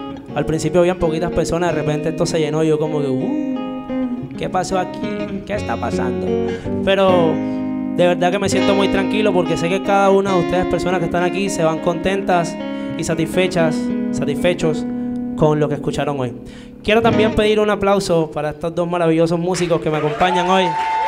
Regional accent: Venezuela; also born or lived in Cartagena; Soy un artista de la ciudad de Cartagena. Que nací aquí, crecí en otro país, crecí en Venezuela.

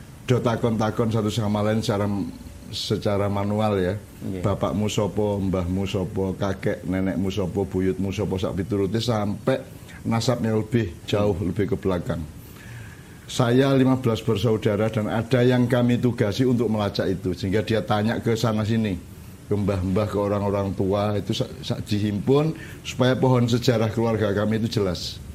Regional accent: Java, Indonesia; Karena saya sendiri kan sebagai orang Jawa tidak pernah bisa menghafalkan.

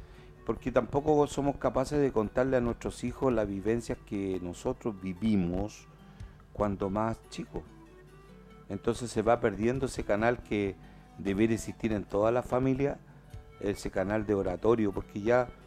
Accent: Puente Alto, Santiago Metropolitan Region, Chile; born there; yo nací acá en Puente Alto, he visto muchos cambios que son favorables

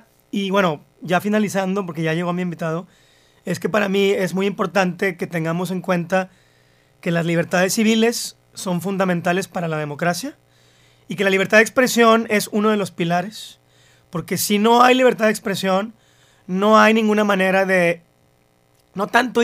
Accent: Mexico; derechos civiles que constitucionalmente tenemos como mexicanos

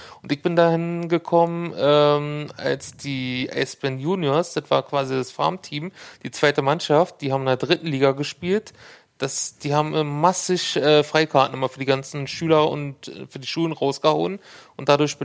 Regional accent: Berlin, Germany; Also ich komme ja aus Hohenschönhausen

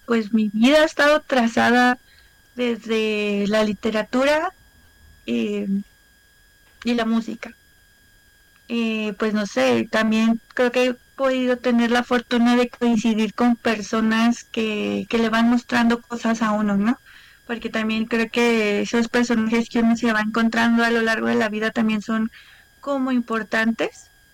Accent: Tlalnepantla, State of Mexico, Mexico; Yo soy del Estado de México, no de Ciudad de México, del Estado de México, okay. De Tlalnepantla, donde estaba un pequeño trampolín cultural

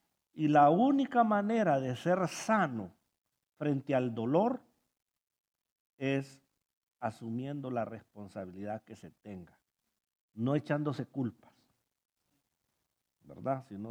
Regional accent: Honduras; Y más si somos hondureños, porque en Honduras viera que le gusta poner una canción

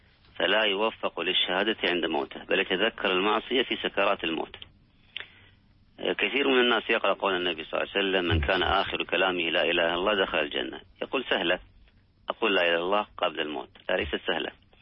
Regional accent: Kuwait; ذهب يزور أبا لأحد الأصدقاء في إحدى المستشفيات عندنا بالكويت

